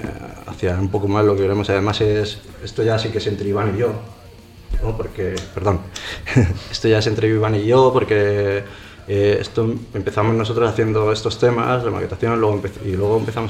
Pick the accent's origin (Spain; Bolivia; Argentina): Spain; Aranjuez, Community of Madrid; yo soy de Aranjuez, ¿no? Lo que pasa es que luego me fui a Móstoles, entonces siempre ha habido un vínculo ahí con Aranjuez